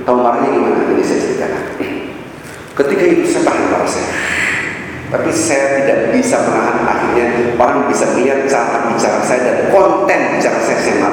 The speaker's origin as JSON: {"language": "Indonesian", "region": "Jakarta", "country": "Indonesia", "tie": "born or raised there", "said": "Karena saya pulang 2003 di Indonesia. Saya hidup di Jakarta, lahir di Jakarta. Lahir di Rawamangun, tapi keluar dari Jakarta, maka keluar. Kembali lagi."}